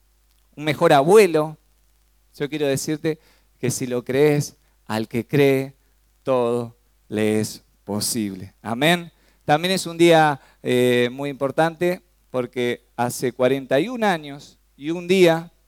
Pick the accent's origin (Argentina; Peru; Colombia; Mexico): Argentina; Resistencia, Chaco; born there; Sí, nací en El Chaco.